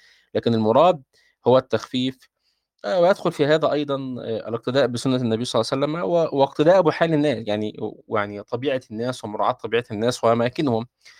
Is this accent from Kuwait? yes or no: no; Egypt; يعني إحنا ممكن عندنا في مصر نقول صبيان بالضم هكذا،